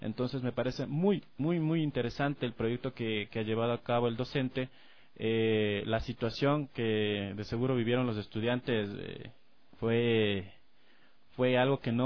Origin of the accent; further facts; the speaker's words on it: Ecuador; Yo he tenido la oportunidad de visitar, gracias a la cercanía de mi ciudad natal, principalmente la provincia de Pastaza